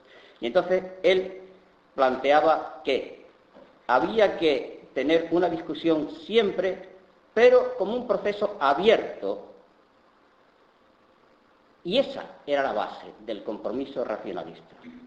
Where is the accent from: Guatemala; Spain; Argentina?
Spain; Andalusia; porque soy malagueño